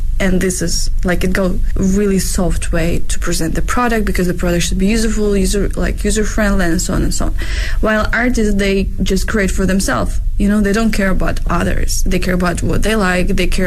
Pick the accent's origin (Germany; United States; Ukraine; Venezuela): Ukraine; English is a second language; now in Beijing, China; So by my name, you can see I'm from Eastern Europe. I'm from Ukraine and in Beijing, been living for the past 9 years.